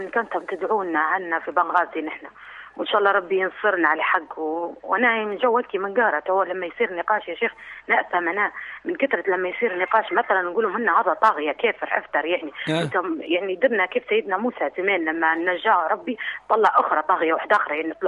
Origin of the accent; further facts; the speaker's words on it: Benghazi, Libya; نحن عرب بنغازي